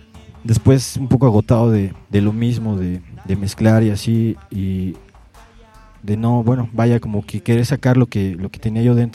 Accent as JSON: {"language": "Spanish", "town": "Iztacalco", "region": "Mexico City", "country": "Mexico", "tie": "born or raised there", "also_born_or_lived": "Los Angeles, United States", "said": "Estuve viviendo desde temprana edad hasta los 6 años en Iztacalco. De ahí estuvimos viviendo como 2 años en Los Ángeles, California. Y de ahí regresamos a Iztacalco. Hasta los 13, 14 años yo seguí viviendo ahí. Después ya la idea fue vivir en Xochimilco y así fue."}